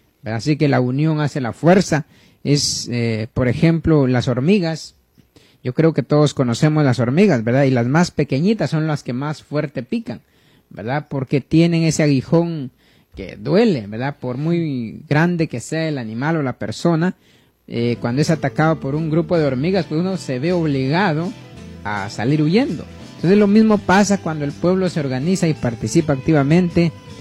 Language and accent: Spanish; Guatemala; now in New Jersey, United States; por aquellos que pues no me sintonizaron al principio. Vivo en Nueva Jersey, soy guatemalteco